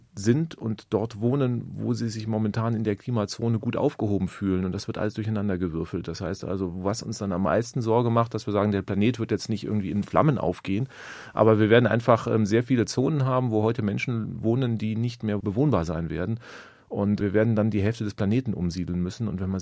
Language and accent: German; West Germany, Germany; now in Berlin, Germany; ich wohne ja in Ostberlin, also bin gebürtiger Wessi